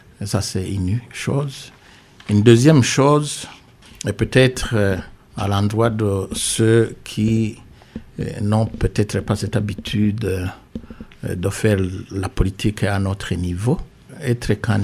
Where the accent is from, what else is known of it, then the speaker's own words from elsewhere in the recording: Burundi; je suis Burundais d'abord